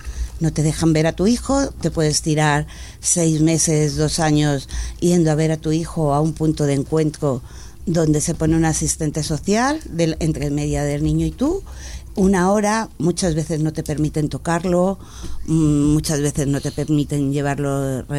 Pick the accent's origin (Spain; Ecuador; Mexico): Spain; Madrid, Community of Madrid; Yo soy de Orcasitas. En mi barrio sale a 67.000 euros al mes por menor al año.